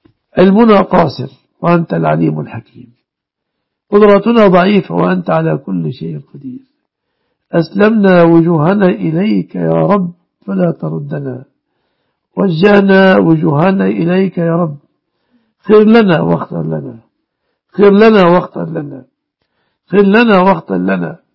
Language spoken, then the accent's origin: Arabic; Egypt; واحفظ بلادنا مصر وسائر بلاد المسلمين آمنة مطمئنة من كل مكروه